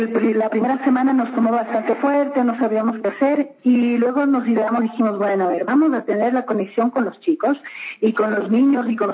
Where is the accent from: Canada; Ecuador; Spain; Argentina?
Ecuador; Así somos los ecuatorianos, así somos en el mundo